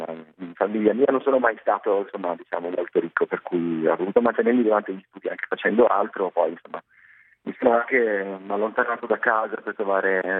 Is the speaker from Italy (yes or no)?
yes; Padua, Veneto, Italy; born there; io sono nato nel 1982 a Padova. Ho ottenuto il diploma di liceo scientifico, sempre qui a Padova